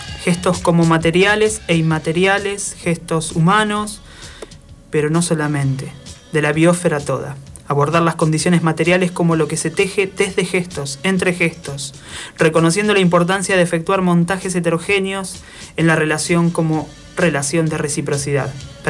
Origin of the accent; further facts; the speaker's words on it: Nueve de Julio, Buenos Aires Province, Argentina; yo soy el 9 de julio y quedaba como ahí cerquita